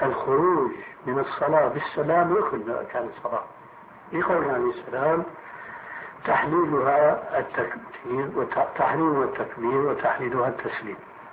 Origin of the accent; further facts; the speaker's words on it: Syria; كما يقولون عندنا في الشام